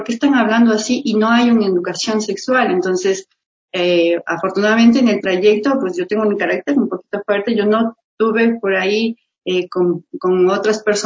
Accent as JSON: {"language": "Spanish", "town": "Baños de Agua Santa", "region": "Tungurahua", "country": "Ecuador", "also_born_or_lived": "Argentina", "lives_now": "Quito, Ecuador", "said": "yo soy de Baños de Agua Santa, y allá yo vengo acá, mi querido Quito maravilloso, ya 12 años de acá, y estudié pues en Argentina, en Bellas Artes, ahí realización audiovisual."}